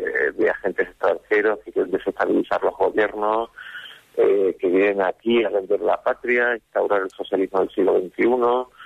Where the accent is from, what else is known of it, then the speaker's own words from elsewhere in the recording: Canary Islands, Spain; also born or lived in Valladolid; yo provengo de Canarias, pero he desarrollado casi toda mi vida profesional en Valladolid.